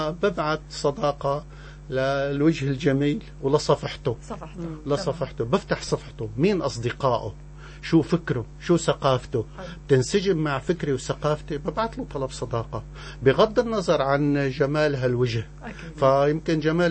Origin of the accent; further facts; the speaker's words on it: Syrian coast, Syria; انا سوري ابن الساحل السوري ما بقبل اي شيء بيمس بلدي انا فلاح ابن فلاح